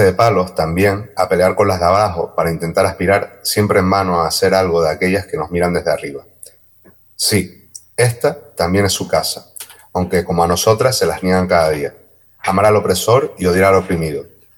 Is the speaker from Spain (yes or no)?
yes; Canary Islands, Spain; también es un problema nuestro como Canarias, ¿no?